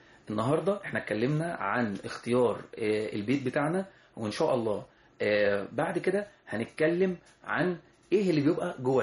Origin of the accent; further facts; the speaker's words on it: Egypt; وده طبعا عندنا احنا كمصريين في ثقافتنا في البيوت زمان